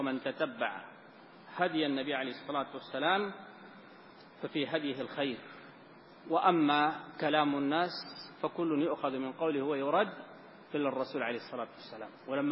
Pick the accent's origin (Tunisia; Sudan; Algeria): Sudan; الآن عندنا في السودان من هو على ذلك،